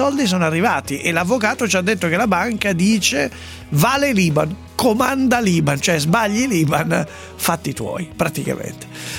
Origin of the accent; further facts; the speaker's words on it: Sesto San Giovanni, Lombardy, Italy; L'ho detto varie volte. Io sono di Sesto San Giovanni